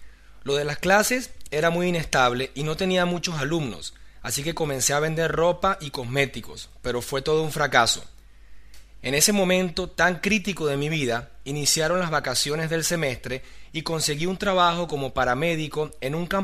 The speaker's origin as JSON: {"language": "Spanish", "country": "Venezuela", "said": "soy venezolano, tengo 36 años"}